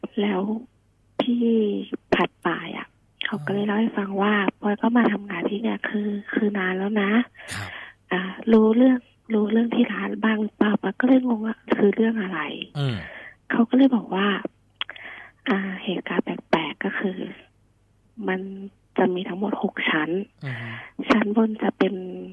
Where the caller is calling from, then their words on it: Nonthaburi, Thailand; นนทบุรีค่ะ